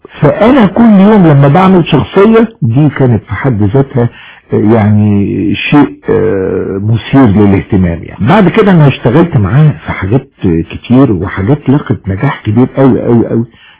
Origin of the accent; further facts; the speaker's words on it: Alexandria, Alexandria Governorate, Egypt; now in Cairo, Egypt; جيت من اسكندرية علشان أركز نشاطي يعني فني في القاهرة، فجيت على تقريبا سنة 73.